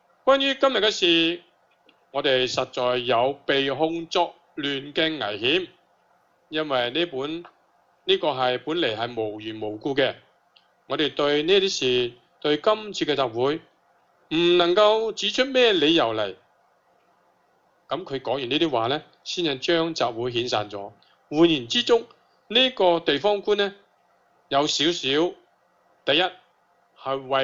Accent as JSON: {"language": "Cantonese", "country": "Hong Kong", "said": "我哋香港人啊，你今日去示威抗议咧"}